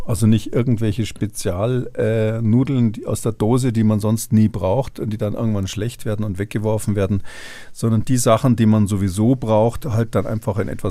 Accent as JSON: {"language": "German", "town": "Munich", "region": "Bavaria", "country": "Germany", "tie": "born or raised there", "said": "Na, Sie sprechen ja mit einem gebürtigen Münchner"}